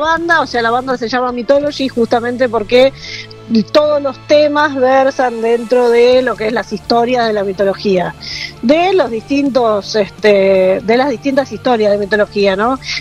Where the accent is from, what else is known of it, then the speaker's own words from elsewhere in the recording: Buenos Aires, Argentina; born there; Nací de Buenos Aires, sí